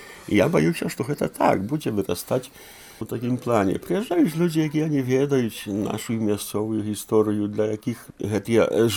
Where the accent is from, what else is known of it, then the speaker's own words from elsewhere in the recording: Poland; я нарадзіўся ў Польшчы, я ўсё жыццё пражыў у Польшчы. Ведаю палякаў дасканала.